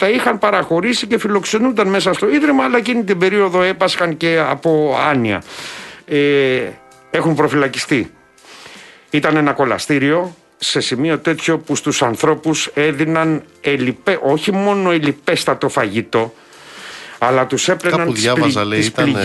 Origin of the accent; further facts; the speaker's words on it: Patras, Western Greece, Greece; εκεί στην πατρίδα μου, στην Πάτρα.